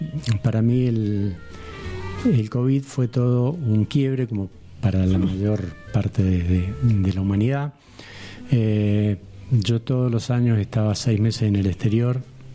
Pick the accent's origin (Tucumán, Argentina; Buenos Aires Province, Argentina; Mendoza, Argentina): Mendoza, Argentina; born there; moved away as an adult; En el desierto Lavallino, a 70 kilómetros de Mendoza. Pero no, yo salí de Mendoza con 18, 20 años, ese viaje que digo, Latinoamérica, y después he vuelto, he estado un año, pero tengo contacto familiar y demás, pero a vivir no.